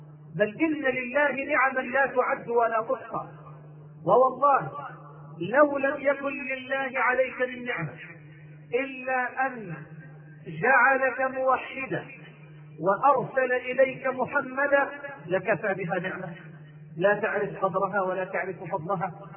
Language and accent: Arabic; Egypt; أني قد دعيت مرة لإلقاء محاضرة عندنا في مصر في المعادي